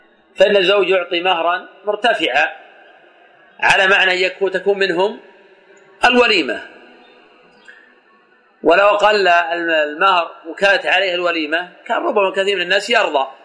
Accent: Najd, Saudi Arabia; كما يفعل الآن بعض الناس في عادة عندنا في نجد

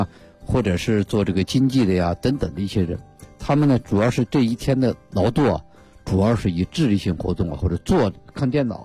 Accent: China

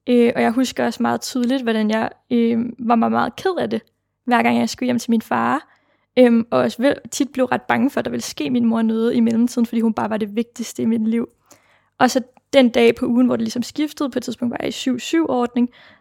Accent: Jonstrup, Capital Region of Denmark, Denmark; jeg bliver født tilbage i 99 i sådan en lille by, der hedder Jonstrup, som ligger 20 km uden for København. Og her bor jeg med min mor, som hedder Rikke, og min far, som hedder Mohammed. Og min far er jo så indvandrer fra Nordmakedonien

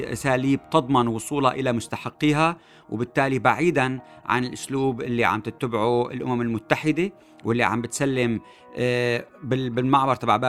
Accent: Syria; نحن بهمنا كسوريين أنه نكون على الأقل مشتركين بمعلومات صحيحة

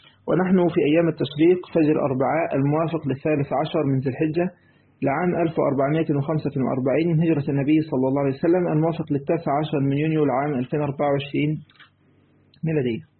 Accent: Egypt; زي ما بيقولوا يعني عندنا في مصر

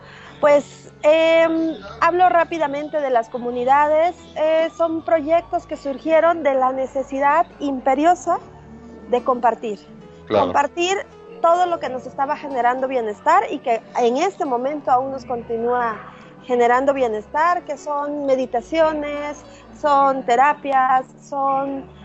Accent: Mexico; yo soy mexicana, sí

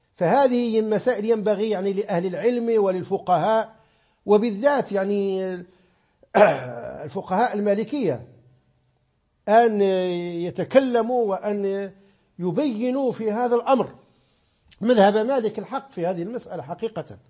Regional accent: Oriental, Morocco; عندنا في الريف حتى لا أعمم، عندنا في قبيلة كبدانة عندنا أربع أذانات.

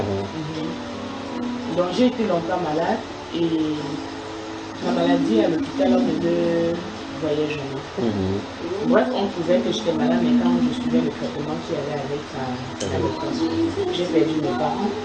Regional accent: Yaoundé, Centre, Cameroon; Et je suis arrivée à Yaoundé parce que je suis née et grandie à Yaoundé.

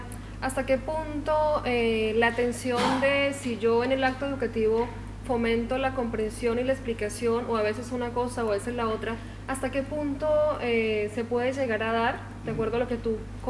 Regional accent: Colombia; soy de Colombia, sí, para quienes no me conocen.

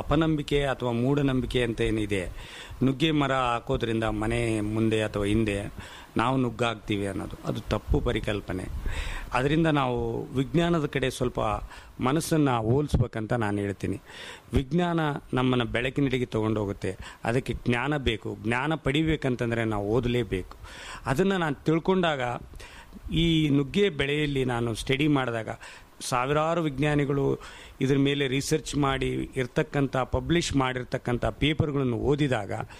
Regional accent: Budugumpa, Karnataka, India; born there; ನಾನು ಹುಟ್ಟಿದ್ದು ಕಾರ್ಟಿಗೆ ಹತ್ರ ಬೂದುಗುಂಪದಿಂದ ಆಗಿರೋದ್ರಿಂದ

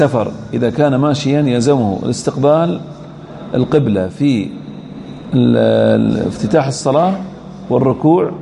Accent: Al-Ahsa, Eastern Province, Saudi Arabia; عندنا في الأحساء تراهم يعني ما يلبسون هذه من زمان

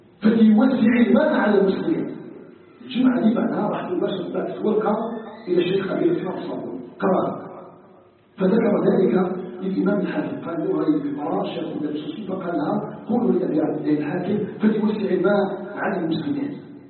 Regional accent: Algeria; أن يجعل بلدنا الجزائر بلداً آمناً مطمئناً

